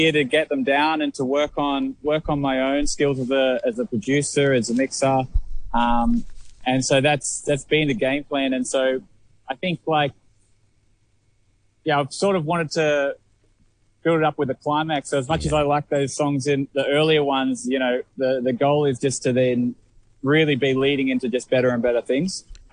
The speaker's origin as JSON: {"language": "English", "town": "Central Coast", "region": "New South Wales", "country": "Australia", "said": "So I'm from Central Coast, which is an hour north of Sydney."}